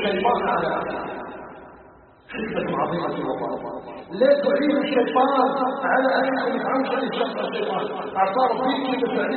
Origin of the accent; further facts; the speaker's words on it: Algeria; اسأله جل وعلا أن يجعل بلدنا الجزائر بلدا آمنا مطمئنا